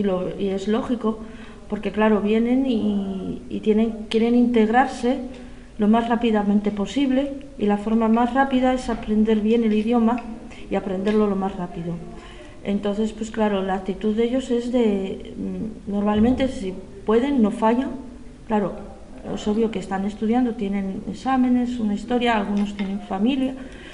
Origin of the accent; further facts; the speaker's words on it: Gijón, Asturias, Spain; born there; also born or lived in Málaga / Catalonia / Galicia; Bueno, nací en Gijón, sí.